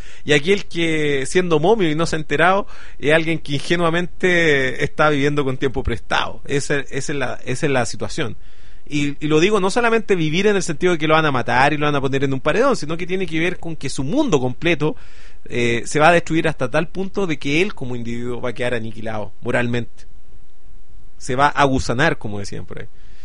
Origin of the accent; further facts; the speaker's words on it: Chile; mi club es que yo soy chileno.